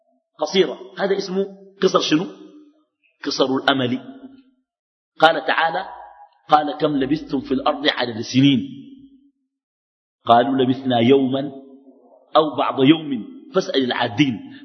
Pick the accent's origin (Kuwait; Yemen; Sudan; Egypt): Sudan; Khartoum; also born or lived in Halfa; وانا قمت تحولت من الخرطوم مشيت حلفه وانا في اولى متوسطه